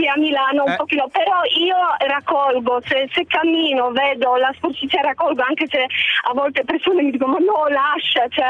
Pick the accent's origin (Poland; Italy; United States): Poland; Pomeranian Voivodeship; Italian is a second language; io sono polacca, vengo dalla Polonia. La zona è vicino Mar Baltico, vicino Danzica.